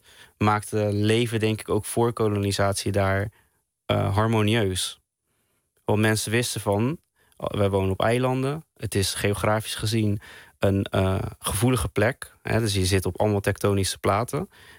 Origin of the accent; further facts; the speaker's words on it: Netherlands; Ik ben een Molukker en die in Nederland is opgegroeid